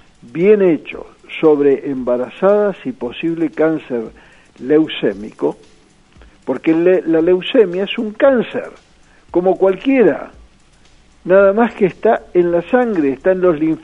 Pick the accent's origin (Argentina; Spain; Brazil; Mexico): Argentina; Yo lo que propongo, como muchos argentinos proponemos y muchos argentinos expatriados son hoy gente que va a recibir premios Nobel dentro de unos años